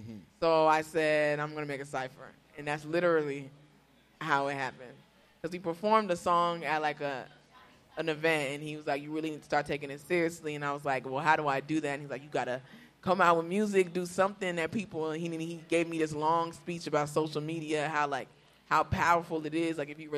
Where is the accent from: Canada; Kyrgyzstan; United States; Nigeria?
Nigeria; I'm from Nigeria, born and raised. I'm Edo, which y'all probably don't even know what that means, but it's a tribe.